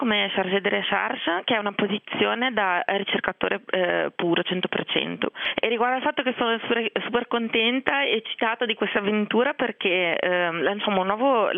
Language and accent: Italian; Genoa, Liguria, Italy; perché io vengo da Genova, i genovesi sono un po' orsi